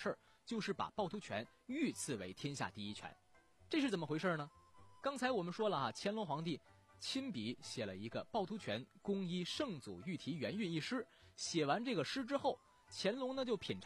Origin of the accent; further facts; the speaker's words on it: Jinan, Shandong, China; 按照我们济南话说冷棒啊